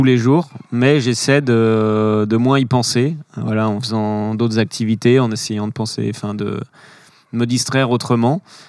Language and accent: French; Pays de la Loire, France; ma famille, j'ai grandi en Vendée, ma famille est en Vendée, j'ai cette maison qui m'appartient et qui est une maison que mon grand-père a construite.